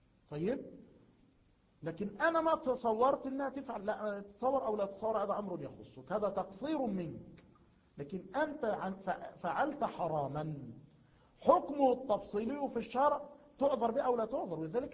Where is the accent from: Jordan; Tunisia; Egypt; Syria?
Egypt; مثلا عندنا في مصر